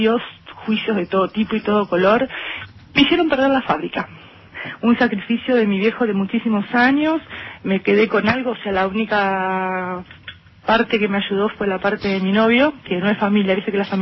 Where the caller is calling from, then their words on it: Buenos Aires, Argentina; de Belgrano.